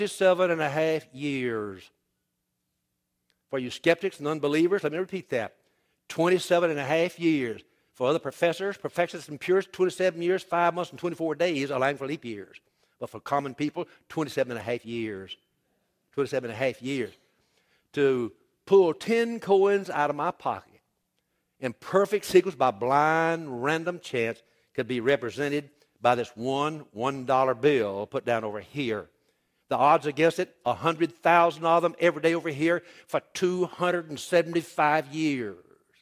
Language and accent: English; Louisiana, United States; Even as a Cajun, I got my system worked out.